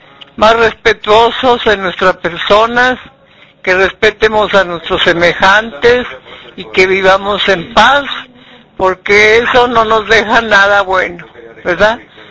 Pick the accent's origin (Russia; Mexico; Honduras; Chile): Mexico; Nuevo León; Es mundial y somos de Nuevo León, pues debemos de sentirnos orgullosos.